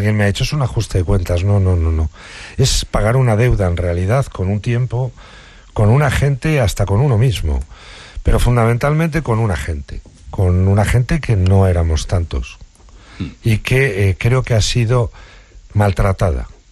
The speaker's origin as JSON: {"language": "Spanish", "town": "Guadalajara", "region": "Castilla-La Mancha", "country": "Spain", "tie": "born or raised there", "said": "Yo soy de Guadalajara. El libro tiene, por tanto, muchas connotaciones de mi juventud allí."}